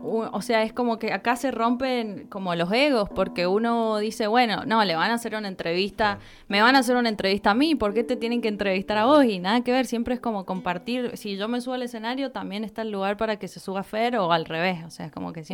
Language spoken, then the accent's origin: Spanish; San Juan, Argentina; now in Mendoza, Argentina; yo como vengo de San Juan, no conocía nada acá en Mendoza